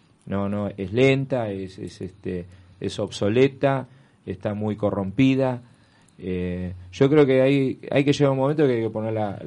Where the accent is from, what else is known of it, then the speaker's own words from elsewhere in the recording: Buenos Aires, Argentina; born there; yo nací en Belgrano, en una casa en el barrio de Belgrano, pero ni idea.